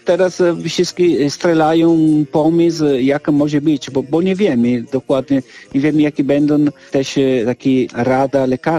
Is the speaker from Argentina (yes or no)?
no; Venice, Veneto, Italy; Polish is a second language; ale na przykład ja jestem z Wenecji. Do teraz w Wenecji nie wiemy, kiedy i jeśli będą otwarte plaże w Lido di Wenecja.